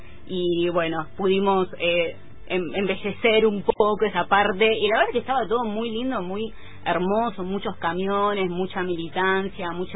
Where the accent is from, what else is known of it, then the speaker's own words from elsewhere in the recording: Comodoro Rivadavia, Chubut, Argentina; Sí, en Comodoro Rivadavia, mi ciudad natal.